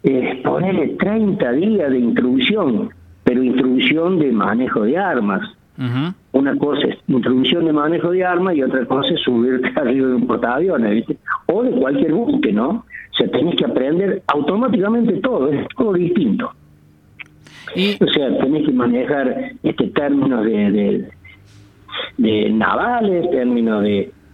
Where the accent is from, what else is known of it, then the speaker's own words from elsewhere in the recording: Arroyito, Córdoba, Argentina; yo volví a mi pueblo, yo vivía en ese tiempo en Arroyito, en pueblo natal, allá en Arroyito